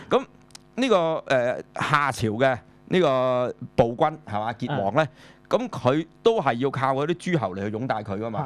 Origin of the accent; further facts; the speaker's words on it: China; 咁所以咧，其實我作為中國人嚟講啦